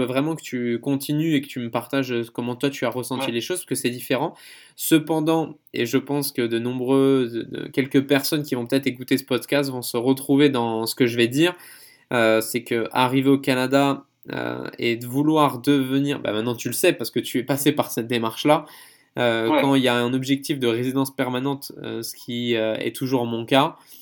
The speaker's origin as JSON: {"language": "French", "country": "France", "said": "En tant que Français, maintenant j'en ai plus conscience."}